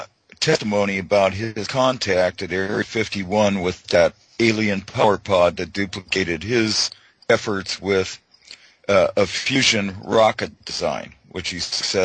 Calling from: British Columbia, Canada; I'm in British Columbia, Canada.

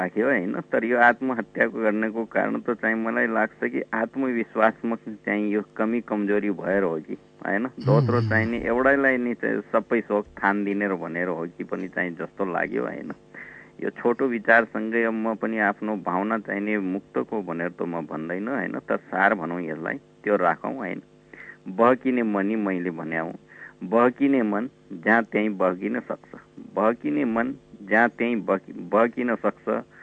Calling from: Thimi, Bagmati, Nepal

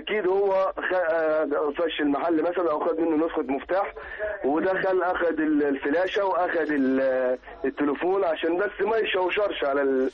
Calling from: Safaga, Red Sea Governorate, Egypt; أنا من سفاجة البحر الأحمر

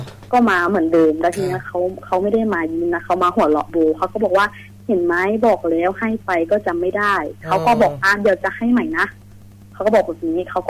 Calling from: Kamphaeng Phet, Thailand; คืนนี้อยู่กำแพงเพชรค่ะพี่อยู่หอค่ะ

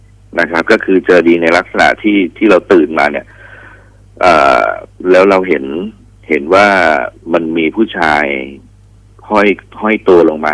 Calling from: Pathum Thani, Thailand; พี่อยู่ที่สนามกอล์ฟที่ปทุม

